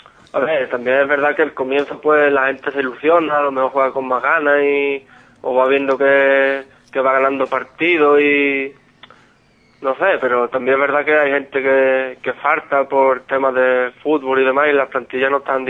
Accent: Grazalema, Andalusia, Spain; somos todos de Grazalema y eso, un grupo de amigos

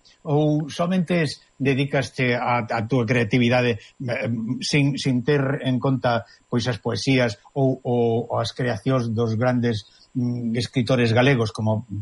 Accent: Galicia, Spain; born there; moitos dos que nacemos en Galicia tivemos que coller esa maleta

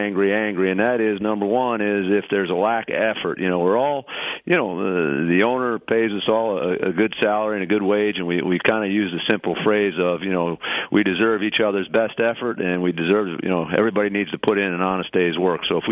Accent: Massachusetts, United States; all the players in the offensive room knew that I was from Massachusetts

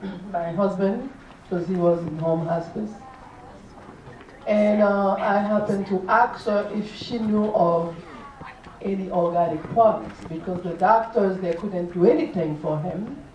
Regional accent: Haiti; English is a second language; now in United States; I live in Georgia. And I'm from Haiti. Did you think about the accent? So, yes, I'm from Haiti.

